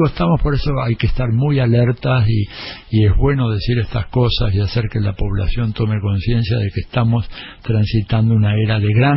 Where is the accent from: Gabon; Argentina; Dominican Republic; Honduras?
Argentina; also born or lived in Mexico; yo soy argentino. He vivido 8 años en México